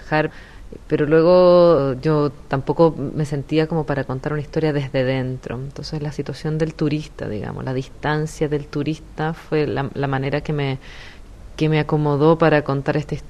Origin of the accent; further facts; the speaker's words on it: Santiago, Santiago Metropolitan Region, Chile; yo vivo en la ciudad, soy de Santiago